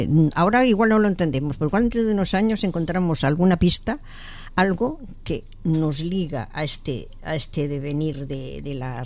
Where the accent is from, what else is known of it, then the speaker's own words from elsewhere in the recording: Barcelona, Catalonia, Spain; now in Madrid, Spain; yo no he nacido aquí en Madrid, vine de Barcelona.